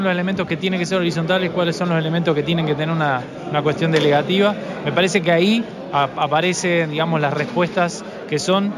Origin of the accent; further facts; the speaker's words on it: Argentina; como argentinos por ahí nos cuesta mucho